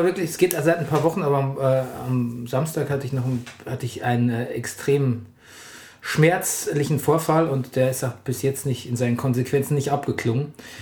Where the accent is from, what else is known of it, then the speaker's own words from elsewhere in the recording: Bavaria, Germany; weil ich würde eigentlich als Bayer sagen, der Robert.